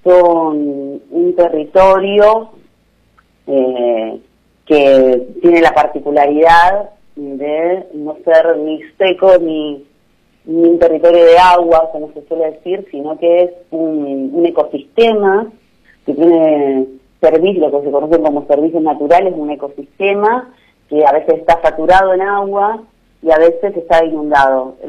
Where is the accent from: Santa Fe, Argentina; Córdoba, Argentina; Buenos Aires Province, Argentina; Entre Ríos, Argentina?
Santa Fe, Argentina; Nosotras como santafesinos nos recordamos que en un momento el agua estuvo horrible